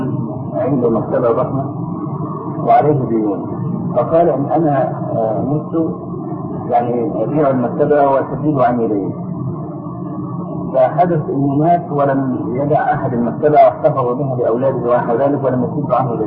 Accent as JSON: {"language": "Arabic", "country": "Egypt", "said": "يعني احنا عندنا في مصر الموظف ده 40 جنيه مثلا او 50"}